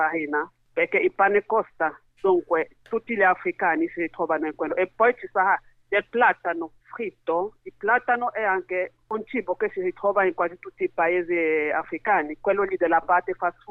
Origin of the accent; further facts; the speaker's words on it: Cameroon; Italian is a second language; now in Bologna, Italy; Vengo dal Camerun, sì. Ormai sono in Italia da 15 anni, rifugiata politica.